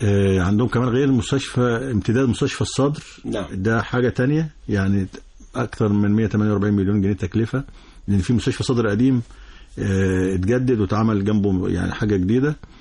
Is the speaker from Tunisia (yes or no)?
no; Egypt; وكل يعني اللي نقدر كمصريين نقدمه للمحافظات الثلاثه